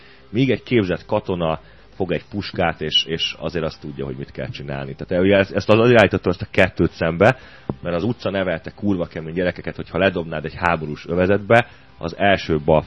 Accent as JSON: {"language": "Hungarian", "region": "Budapest", "country": "Hungary", "tie": "born or raised there", "said": "Mi ott a 15. kerületben nőttünk föl"}